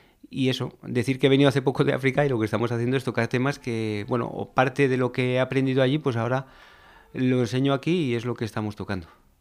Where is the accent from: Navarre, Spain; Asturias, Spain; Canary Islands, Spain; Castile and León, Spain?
Navarre, Spain; Pamplona; Y yo soy de aquí, soy de La Rocha, soy de aquí de Iruña, vamos.